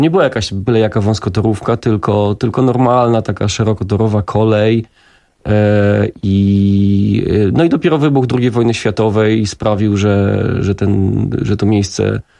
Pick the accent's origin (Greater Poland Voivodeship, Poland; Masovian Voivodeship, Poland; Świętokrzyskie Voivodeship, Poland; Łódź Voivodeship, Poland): Masovian Voivodeship, Poland; Warsaw; bo jestem warszawiakiem